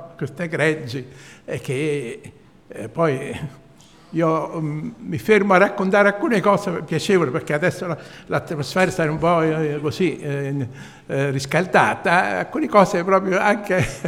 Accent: Cimitile, Campania, Italy; Anche io sono originario di Cimitirio, vivo a Cimitirio, che sono da 11 anni che sono in pensione, e sto a Cimitirio, anche mio padre era contadino.

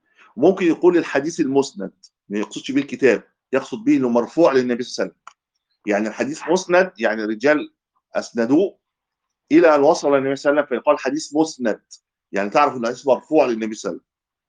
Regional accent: Egypt; كان عندنا في مصر

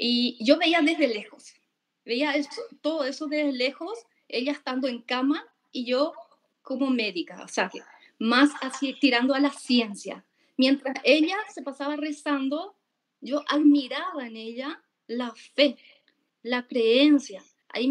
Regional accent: Paraguay; Y soy de Paraguay.

